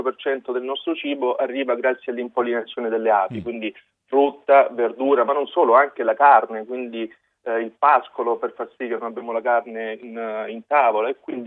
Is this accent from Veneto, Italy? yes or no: no; Apulia, Italy; perché sono venuto qui, sono pugliese, sono stato universitario